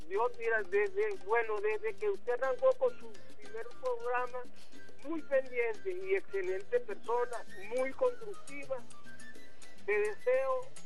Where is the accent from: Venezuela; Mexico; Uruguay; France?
Venezuela; se lo digo como venezolano. Usted va a la casa donde yo nací y esa casa me la dejó mi tatarabuelo. ¿Soy o no soy venezolano?